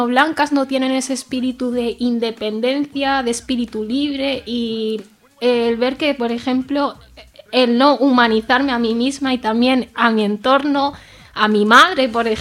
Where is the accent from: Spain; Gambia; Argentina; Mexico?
Gambia; una asociación de mujeres gambianas de zona rural de mi país de origen